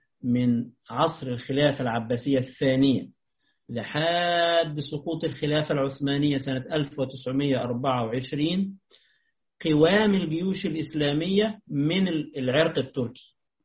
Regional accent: Egypt; عندنا في مصر يقولون طربوش

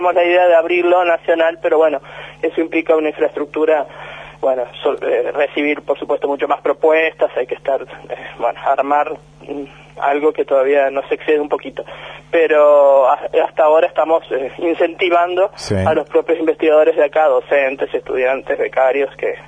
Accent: Uruguay; moved away as an adult; now in Argentina; Nací, me crié hasta los 20 años, estuve sin salir del Uruguay.

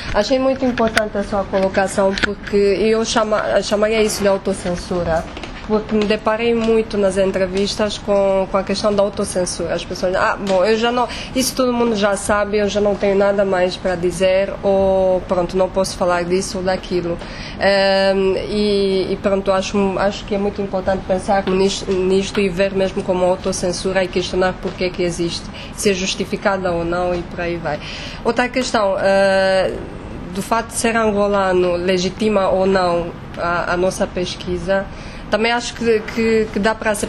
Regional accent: Romania; eu sou romena

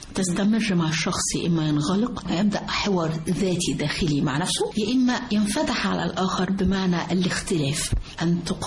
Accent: Upper Egypt, Egypt; طبعا أنا فخور أن أنا أكون صعيدية من جنوب مصر

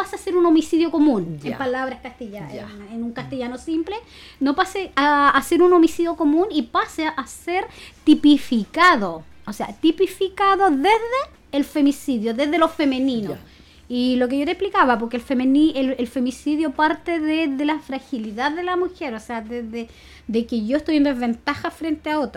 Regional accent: Chile; Entonces, oye, nosotros somos chilenos, po. O sea, tenemos una cultura.

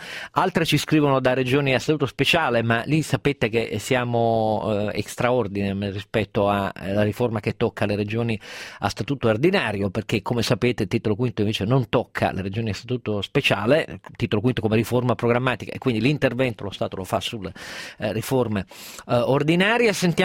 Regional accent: Piedmont, Italy; io da piemontese

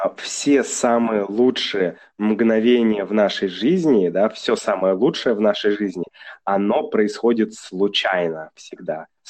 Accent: Saint Petersburg, Russia; Я же из Санкт-Петербурга, там черника, брусника, вот все эти лесные ягоды, ягоды из леса.

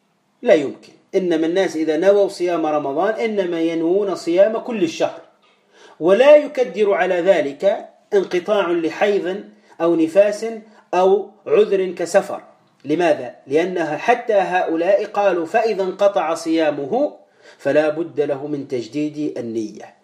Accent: Tunisia; وإحنا عندنا في تونس

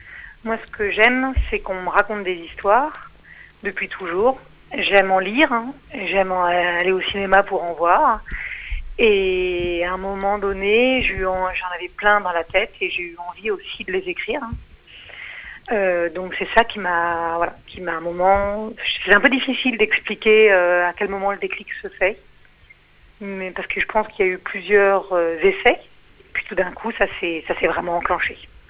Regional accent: Paris, Île-de-France, France; moi je suis née à Paris, je suis une vraie parisienne.

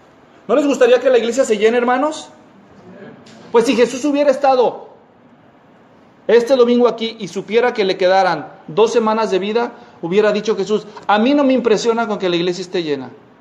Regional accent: Guadalajara, Jalisco, Mexico; En Guadalajara, de donde yo soy, hay un tianguis

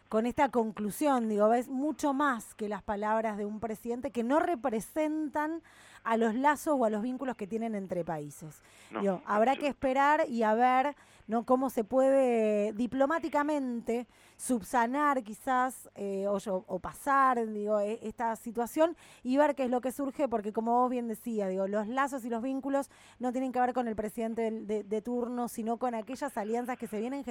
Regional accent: Argentina; a nosotras como argentinos, ¿en qué lugar nos deja?

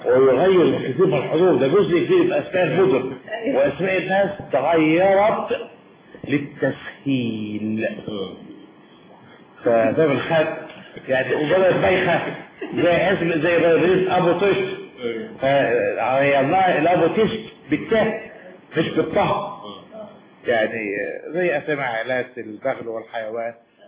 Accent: Damietta, Damietta Governorate, Egypt; أنا دمياطي بس حاسة والله العظيم

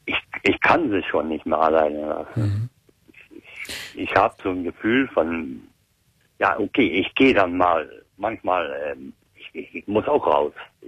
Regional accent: Netherlands; German is a second language; Nee, ich bin Holländer.

